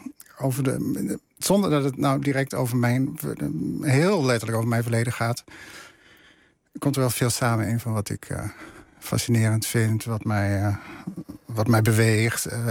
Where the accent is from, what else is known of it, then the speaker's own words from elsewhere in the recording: Hellendoorn, Overijssel, Netherlands; moved away as an adult; now in France; In het oosten van Nederland, in Hellendoorn.